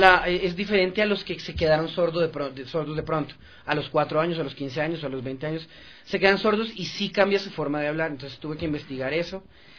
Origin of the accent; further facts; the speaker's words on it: Colombia; moved away; yo soy de Colombia, pero llevo 11 años viviendo aquí, y en Colombia sí se veían esos casos.